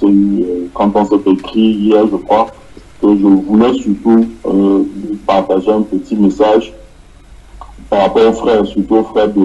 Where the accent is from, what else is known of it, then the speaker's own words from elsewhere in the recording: Casablanca, Casablanca-Settat, Morocco; de Casablanca.